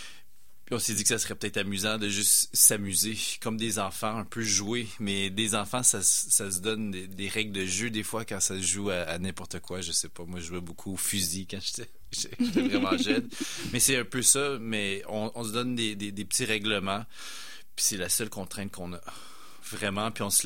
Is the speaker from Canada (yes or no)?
yes; Winnipeg, Manitoba, Canada; born there; Cree. Ma réserve est 6-7 heures au nord de Winnipeg. Je suis né à Winnipeg. C'est Opaskwayak Cree Nation.